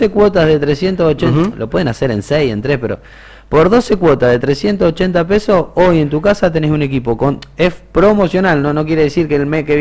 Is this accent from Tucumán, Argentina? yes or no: no; Bahía Blanca, Buenos Aires Province, Argentina; soy de Bahía Blanca, así que por ahí si lo llamamos de otra característica, ajá, no se asusten, pero bueno, soy particularmente Bahía Blanca